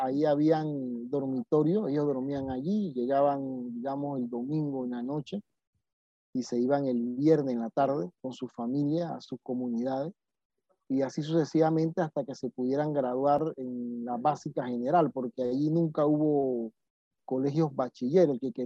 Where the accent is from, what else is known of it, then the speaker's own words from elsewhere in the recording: Panama; En mi pueblo le decíamos puerco o cerdo, pero eso era cada cierto tiempo